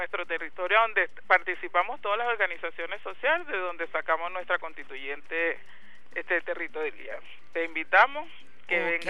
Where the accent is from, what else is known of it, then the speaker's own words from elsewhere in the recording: Carúpano, Sucre, Venezuela; que es mi tierra donde nací. Y orgullosa de nuestro montesino, como nos dicen allá.